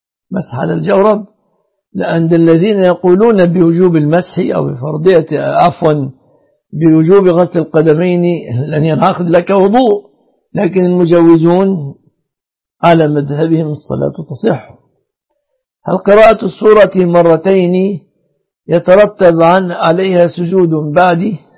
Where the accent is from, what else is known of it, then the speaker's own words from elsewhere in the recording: Egypt; يعني المهر المتمثل عندنا في مصر في 3 أشياء